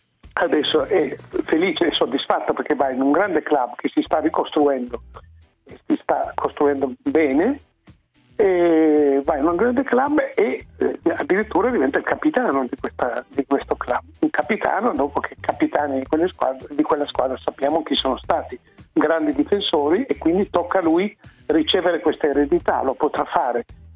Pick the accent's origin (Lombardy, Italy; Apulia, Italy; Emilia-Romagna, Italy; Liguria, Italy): Apulia, Italy; Bari; Essendo io un barese, conoscevo bene l'articolo in questione.